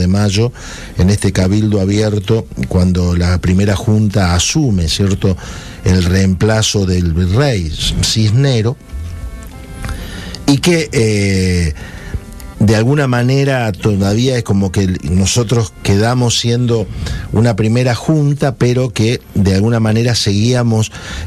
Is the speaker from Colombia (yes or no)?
no; Argentina; Pero esto debe ser un poco como somos los argentinos, ¿no?